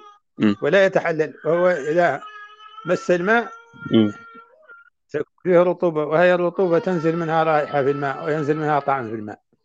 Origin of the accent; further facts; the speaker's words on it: Mauritania; وما زالت عندنا في موريتانيا تصنع من الجلود